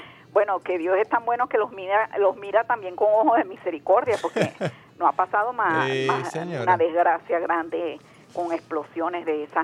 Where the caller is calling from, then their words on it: Petare, Miranda, Venezuela; de Petare.